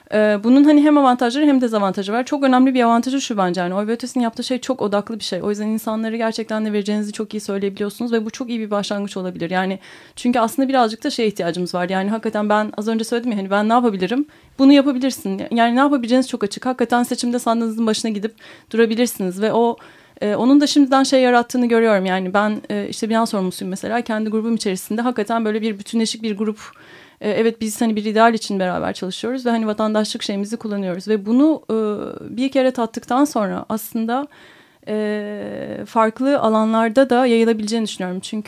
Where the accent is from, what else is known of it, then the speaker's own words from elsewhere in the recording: Istanbul, Turkey; Bir İstanbulluyum. Orası da İstanbul ama hani bilmediğim, görmediğim bir yer yani.